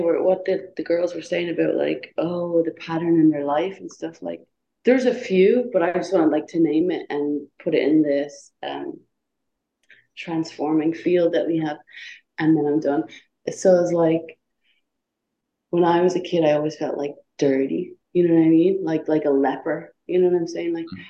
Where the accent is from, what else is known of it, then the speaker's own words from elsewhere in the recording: Ireland; Cause, I grew up in Ireland, you know what I mean?